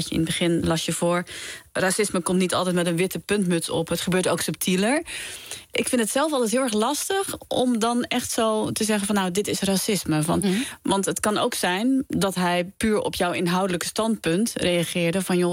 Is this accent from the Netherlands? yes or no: yes; Netherlands; En zeg ik, nee, ik kom uit Nederland.